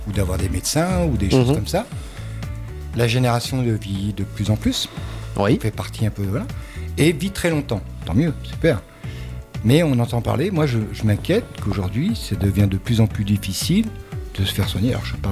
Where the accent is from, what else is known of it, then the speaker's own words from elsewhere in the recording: France; Mais je regarde un petit peu aussi chez nous en France.